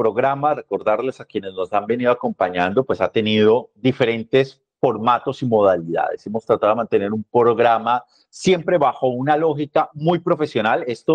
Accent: Bogotá, Bogotá D.C., Colombia; now in Thailand; Luego estuve en Bogotá, de donde soy original. Luego ha estado esta transmisión también desde Tailandia, donde me encuentro en este momento.

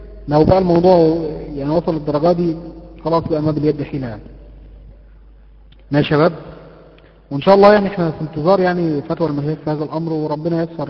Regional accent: Mansoura, Dakahlia, Egypt; عندنا في المنصوره

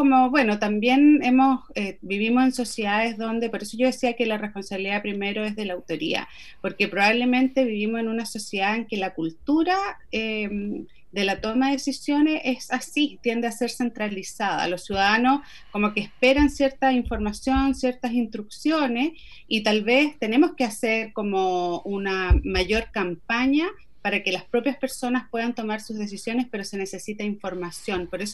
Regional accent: Chile; No solamente somos los chilenos en general

